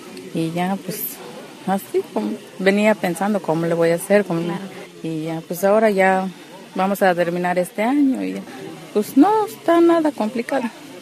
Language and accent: Spanish; Cuescontitla, Mexico; soy de Cuescontitla y tengo el cargo de delegada.